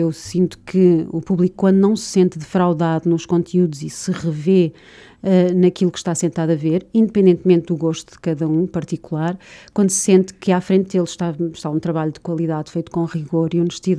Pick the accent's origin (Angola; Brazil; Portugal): Portugal; Coimbra, Centro; nem eu, nem o António Leal somos originários da região. Eu sou natural de Coimbra